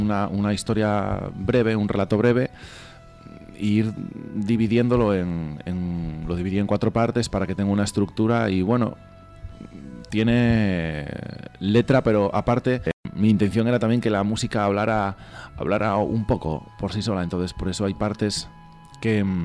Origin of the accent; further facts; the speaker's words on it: Gijón, Asturias, Spain; Yo soy asturiano, soy de Gijón, y Asturias está bastante... tiene una situación bastante delicada y cada vez va a más.